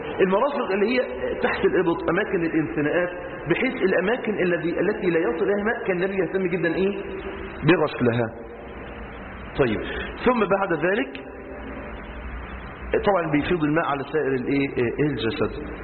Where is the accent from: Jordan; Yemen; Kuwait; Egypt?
Egypt; لو عندنا في مصر 20 نهر نيل